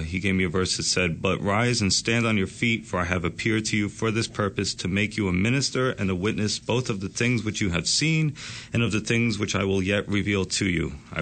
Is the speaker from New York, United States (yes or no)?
yes; Yonkers, New York, United States; I was actually born and raised in Westchester County, New York, my whole life in Yonkers, where I'm actually the pastor of the church now.